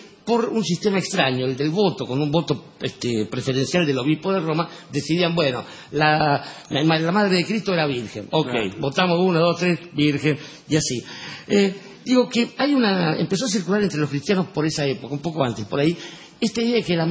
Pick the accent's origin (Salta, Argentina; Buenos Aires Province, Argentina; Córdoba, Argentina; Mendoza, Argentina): Buenos Aires Province, Argentina; Barracas; born there; Yo nací en Barraca, ¿por qué tengo que estar acá?